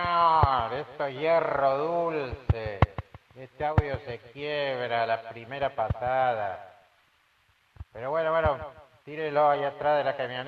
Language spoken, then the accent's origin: Spanish; El Salvador; Pensé que había notado, señor, que soy del Salvador. La tierra de la marimba y el pito.